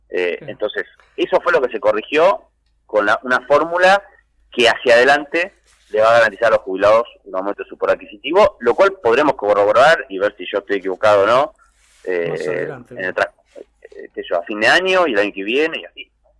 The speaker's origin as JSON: {"language": "Spanish", "region": "Buenos Aires", "country": "Argentina", "said": "Y yo como porteño no estoy de acuerdo en quedarme con lo que no me corresponde"}